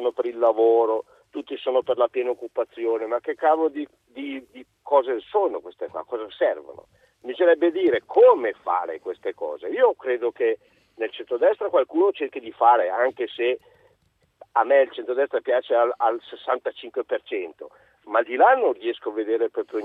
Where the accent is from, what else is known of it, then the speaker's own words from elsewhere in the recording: Arcore, Lombardy, Italy; also born or lived in Monza; Io sono di Arcore, sono nato a Monza